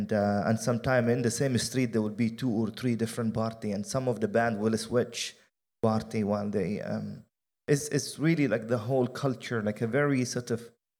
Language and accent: English; Jenin, Jenin Governorate, Palestine; favorite memory in Palestine. So, and then one more thing was also very very visible and very obvious growing up in Jenin, especially in the summertime.